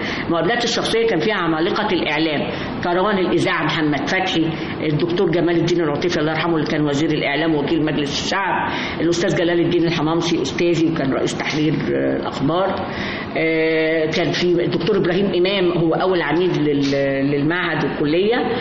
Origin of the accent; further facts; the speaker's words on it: Alexandria, Alexandria Governorate, Egypt; إحنا من اسكندرية أصلا، وكنا بنروح طبعا مع أجازة الصيف بنطلع على جدتي وجدي ونقعد بقى.